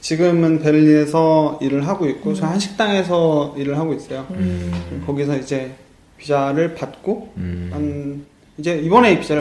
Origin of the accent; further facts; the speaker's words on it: Cheongju, North Chungcheong, South Korea; 청주에서 저는 고향이 청주거든요. 청주에서 중학교까지 졸업을 하고